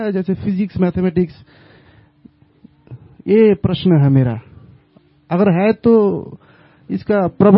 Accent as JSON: {"language": "Hindi", "region": "West Bengal", "country": "India", "second_language": "Hindi", "said": "मैं हिंदी भाषी नहीं हूं, मैं बांग्ला से हूं, मतलब वेस्ट बंगाल से"}